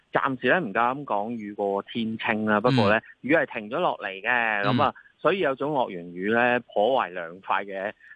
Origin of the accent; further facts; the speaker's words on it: Hong Kong; 作為一個香港人，理論上你都起碼睇咗至少兩三次彩虹以上啦